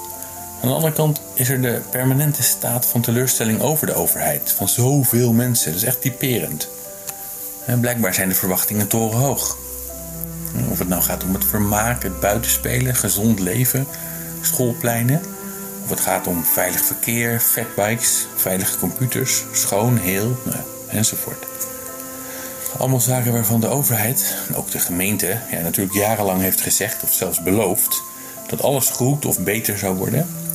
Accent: Netherlands; waarom we als Nederlanders zoveel verwachten van de overheid

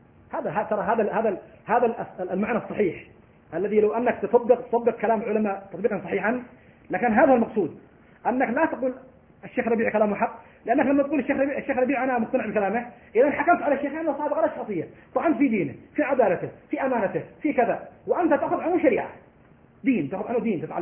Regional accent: Morocco; أنا مغربي سلفي.

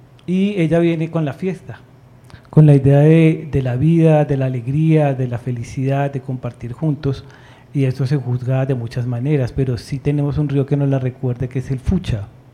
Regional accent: Bogotá, Colombia; Nosotros somos de Bosa, entonces ese amor por el territorio no es de Bosa, es por toda la ciudad.

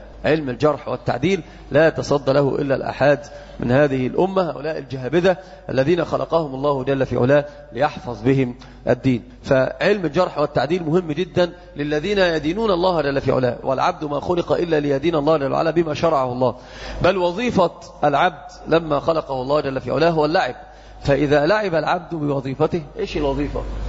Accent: Egypt; وهذا انتشر جدا عندنا في مصر

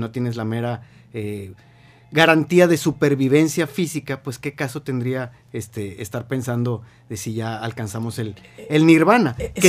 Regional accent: Mexico; lo primero que tenemos que definir como mexicanos es de manera objetiva

